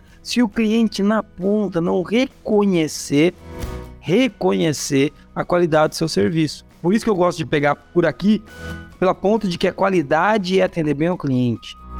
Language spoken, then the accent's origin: Portuguese; Foz do Iguaçu, Paraná, Brazil; Até o oeste, lá onde eu vim de Foz do Iguaçu. Então eu sou Foz do Iguaçuíno, né? Como dizer, eu vim de Foz do Iguaçu.